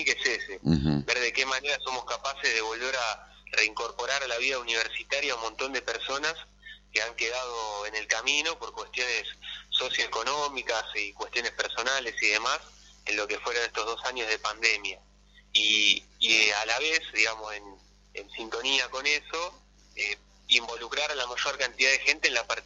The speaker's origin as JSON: {"language": "Spanish", "town": "Mar del Plata", "region": "Buenos Aires Province", "country": "Argentina", "said": "yo soy de acá de Mar del Plata"}